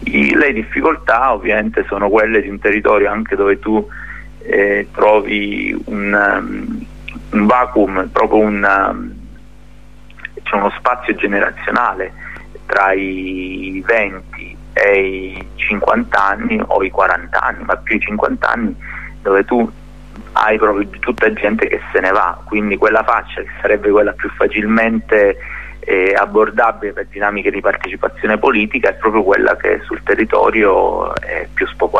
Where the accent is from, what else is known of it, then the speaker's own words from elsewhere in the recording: Nicotera Marina, Calabria, Italy; il mio paesino che è Nicotera Marina c'ha 2000 abitanti